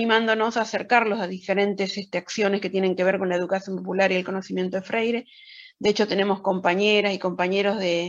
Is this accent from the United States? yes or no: no; Moreno, Buenos Aires Province, Argentina; nosotros somos de Cuartel Quinto, de Moreno, Buenos Aires, conurbano, para algunos.